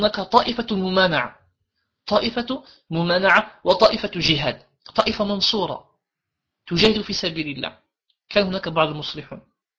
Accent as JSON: {"language": "Arabic", "country": "Morocco", "said": "أنا كمغربي في بعض الأحيان أحزن"}